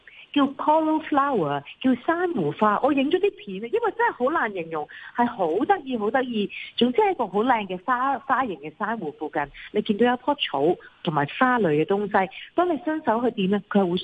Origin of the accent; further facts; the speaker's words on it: Hong Kong; 对于我哋香港人嚟讲啦